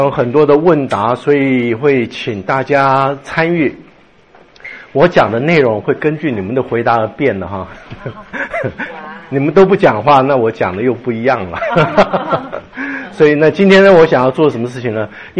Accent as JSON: {"language": "Chinese", "country": "China", "said": "我们是从中国来的，大部分中国来的"}